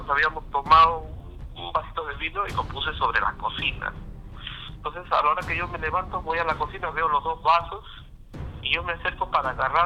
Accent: Lima, Peru; un lugar que mucha gente debe conocer que se llama Huacho, bueno, lo que somos peruanos, ¿no?

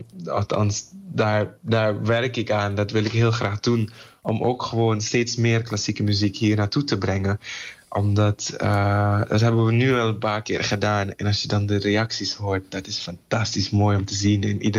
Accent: Suriname; Ik ben Surinamer ook en ook heel trots op de Surinaamse muziek.

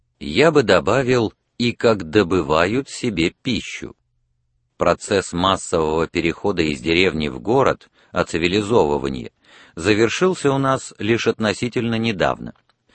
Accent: Moscow, Russia; если я сам москвич в первом поколении.

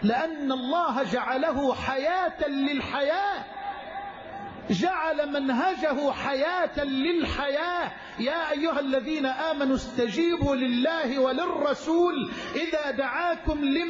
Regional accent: Egypt; واجعل بلدنا مصر أمنا أمانا سخاء رخاء

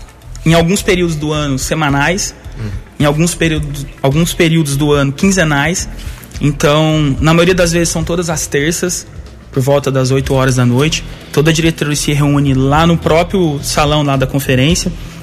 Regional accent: Mococa, São Paulo, Brazil; now in Guaranésia, Brazil; Eu não sou natural de Guaranésia, na verdade, eu sou natural de Mococa. Mudei para cá com a minha família em 2000. Meu pai veio trabalhar na SIAC e acabou nós todos a vir morar aqui em Guaranésia.

